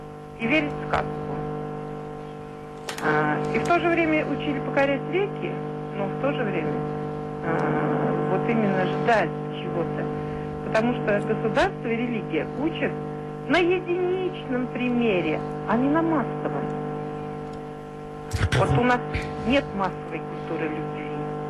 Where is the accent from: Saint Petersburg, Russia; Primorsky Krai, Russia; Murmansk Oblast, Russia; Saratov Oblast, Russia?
Saratov Oblast, Russia; Glazkovo; Я из Глазкова, Саратовской области.